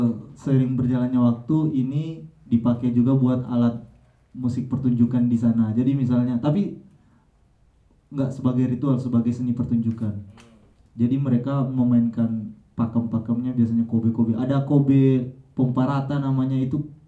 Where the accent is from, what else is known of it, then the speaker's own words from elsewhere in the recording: Palu, Central Sulawesi, Indonesia; Ini kebetulan saya dari Sulawesi Tengah, Palu.